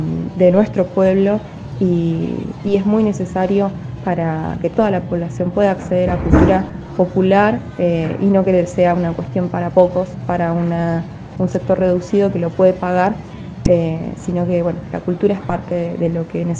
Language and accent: Spanish; Argentina; nosotros como argentinos, si no tenemos soberanía cultural, tenemos que empezar a importar cultura